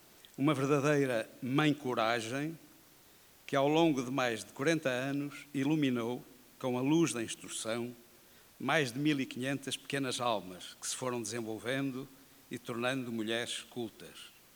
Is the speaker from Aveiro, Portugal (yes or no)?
yes; Estarreja, Aveiro, Portugal; Afinal, que fiz eu, em prol da minha terra, direta ou indiretamente?